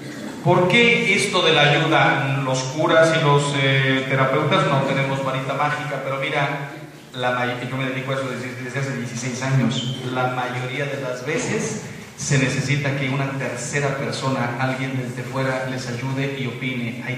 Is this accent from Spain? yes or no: no; Mexico; yo se los digo como mexicano. Soy mexicano.